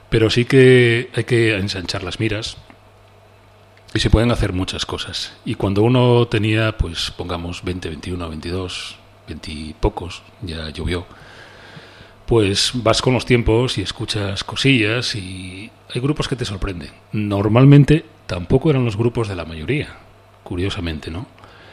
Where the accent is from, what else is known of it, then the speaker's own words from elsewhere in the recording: Oviedo, Asturias, Spain; Adoro Gijón, vengo de Oviedo. Mi sangre es de la cuenca, hay que reconocerlo, bueno, la mitad, mira, de mi sangre es de la cuenca.